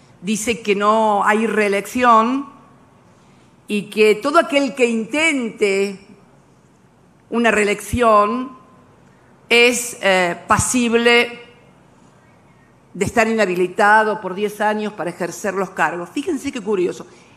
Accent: Argentina; En mi país, en la República Argentina, también se había impuesto el neoliberalismo

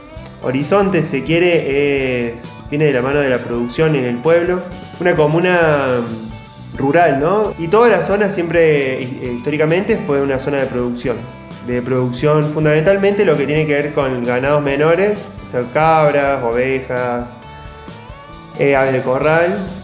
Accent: Charbonnier, Córdoba, Argentina; soy de Charbonnier.

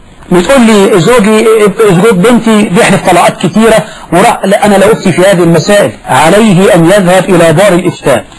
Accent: Egypt; لكن القضاء عندنا في مصر يجعل لهم وصية واجبة

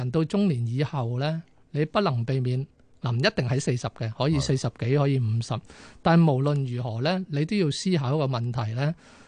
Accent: Hong Kong; 就係話我哋香港人咧平均嘅歲數啊

